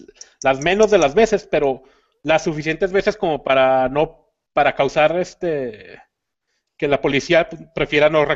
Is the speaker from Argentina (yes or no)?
no; Chihuahua, Mexico; Cualquier persona de México va a reconocer nuestro acento.